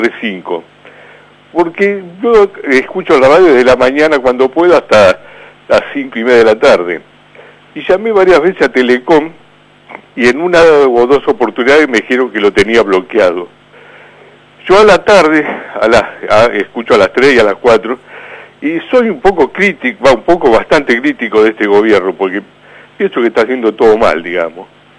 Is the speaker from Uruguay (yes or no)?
yes; Montevideo, Uruguay; also born or lived in Calabria, Italy; now in Argentina; Yo vengo de Europa. Me crié en Montevideo y en el año 73 me vine para acá.